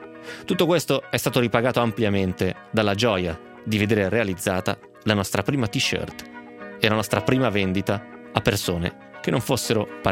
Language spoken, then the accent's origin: Italian; Calusco d'Adda, Lombardy, Italy; ho 24 anni e sono di Calusco d'Adda, in provincia di Bergamo.